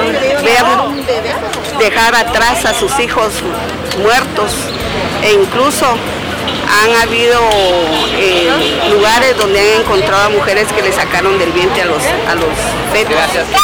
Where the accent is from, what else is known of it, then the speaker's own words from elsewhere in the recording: Guatemala; soy una guatemalteca musulmana convertida que ha vivido en esos años tan negros de la guerra interna en Guatemala